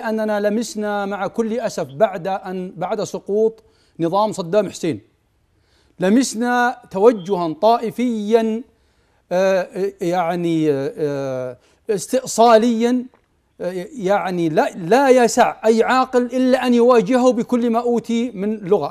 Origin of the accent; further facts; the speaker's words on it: Saudi Arabia; لما يعني الدولة عندنا في السعودية والمجتمع يمسكون أبنائهم لئلا يذهبوا إلى العراق